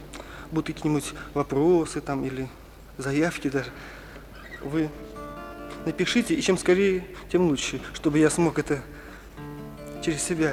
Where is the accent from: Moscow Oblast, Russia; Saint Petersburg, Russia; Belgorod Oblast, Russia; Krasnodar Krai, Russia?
Saint Petersburg, Russia; Leningrad; Значит, я из Ленинграда песней увлекаюсь давно.